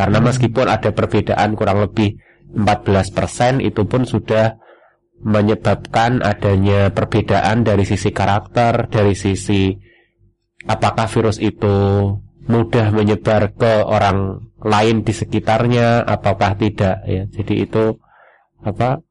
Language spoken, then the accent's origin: Indonesian; Rembang, Central Java, Indonesia; now in Yogyakarta, Indonesia; Aslinya saya dari Rembang, Jawa Tengah.